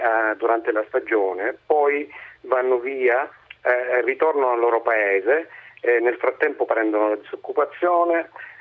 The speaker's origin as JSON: {"language": "Italian", "town": "Rimini", "region": "Emilia-Romagna", "country": "Italy", "said": "Io sono di Rimini, ho trovato lavoro in Svizzera."}